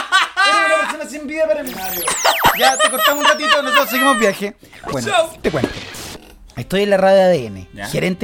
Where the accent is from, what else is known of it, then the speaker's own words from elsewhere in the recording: Chile; Los chilenos somos bien chilenos para nuestras cosas.